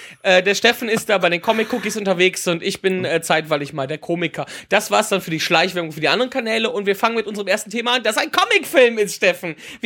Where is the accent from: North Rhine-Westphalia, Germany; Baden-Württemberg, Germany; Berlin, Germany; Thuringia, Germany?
North Rhine-Westphalia, Germany; Wipperfürth; ich bin in meiner Heimatstadt, ich komme aus dem beschaulichen Wipperfürth